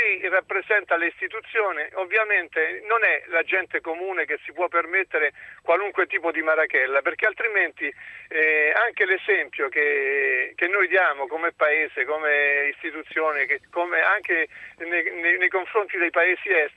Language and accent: Italian; Abruzzo, Italy; questa sorta di solidarietà io come abruzzese l'ho vissuta sulla mia pelle